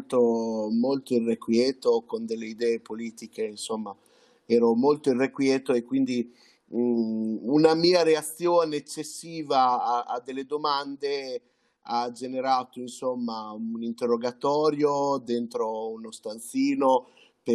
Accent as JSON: {"language": "Italian", "town": "Cesena", "region": "Emilia-Romagna", "country": "Italy", "tie": "born or raised there", "said": "sono quasi totalmente italiano perché sono nato in Italia, qui a Cesena, in Romagna. E sono vissuto in Italia, sono sempre vissuto in Italia."}